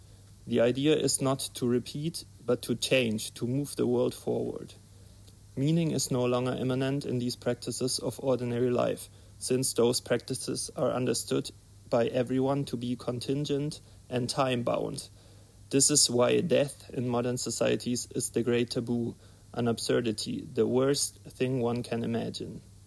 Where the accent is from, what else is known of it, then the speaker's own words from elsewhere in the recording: Leipzig, Saxony, Germany; ich komme auch aus Leipzig, von dort, bin auch dort bei Platypus organisiert